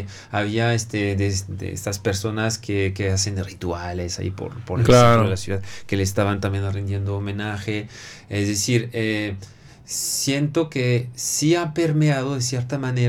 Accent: Monterrey, Nuevo León, Mexico; si realmente queremos entender quiénes somos ahí, siquiera como regios, entender nuestra idiosincrasia

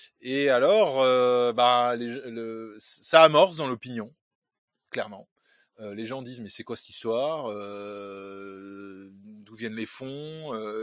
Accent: France; Je suis français.

